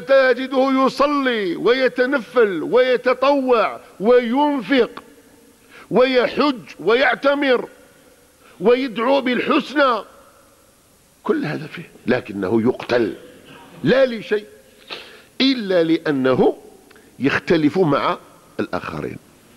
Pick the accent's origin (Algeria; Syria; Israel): Algeria; حتى ولينا الان كجزائريين نذبح بعضنا بعض